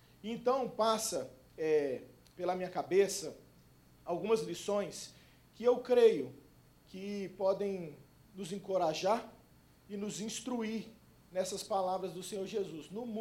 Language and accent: Portuguese; Brasília, Federal District, Brazil; also born or lived in Goiânia; Eu sou nascido em Goiânia e criado em Brasília.